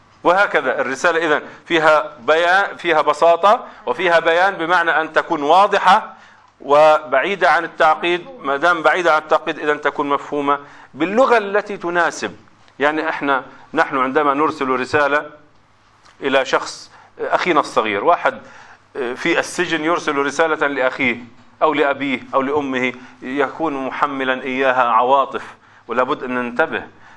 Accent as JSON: {"language": "Arabic", "town": "Gaza", "region": "Gaza Strip", "country": "Palestine", "said": "إذا كان هنالك انقطاع كما عندنا في غزة"}